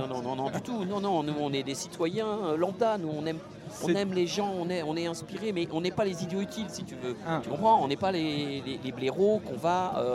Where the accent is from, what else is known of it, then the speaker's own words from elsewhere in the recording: Paris, Île-de-France, France; Alors moi je suis un titi parisien, militant associatif depuis une trentaine d'années